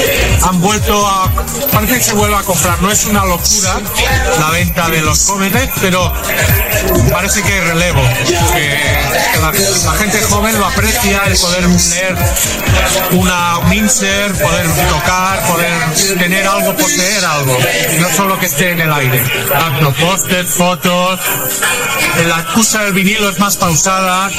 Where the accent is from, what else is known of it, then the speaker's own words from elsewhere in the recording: Olot, Catalonia, Spain; Vengo de Girona, de Olot.